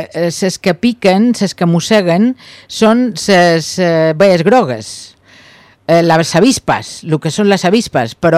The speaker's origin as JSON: {"language": "Catalan", "town": "Ibiza", "region": "Balearic Islands", "country": "Spain", "said": "nosaltres, com a eivissencs que som, hi participarem també"}